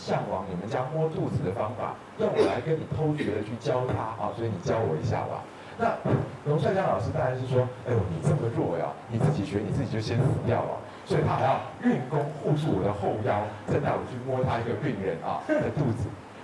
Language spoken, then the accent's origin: Chinese; Taiwan; 但是我又说我们台湾人看大陆人因为有一点觉得你们很厉害的地方